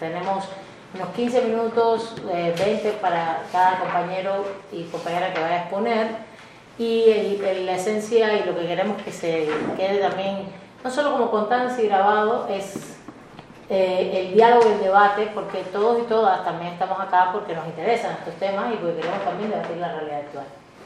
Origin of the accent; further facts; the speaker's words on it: Mexico City, Mexico; los que somos de la Chilanga Banda